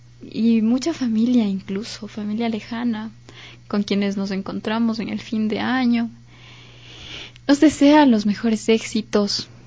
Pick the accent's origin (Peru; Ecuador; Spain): Ecuador; algo que hemos construido como ecuatorianos, como nos caracteriza nuestro ser social ecuatoriano.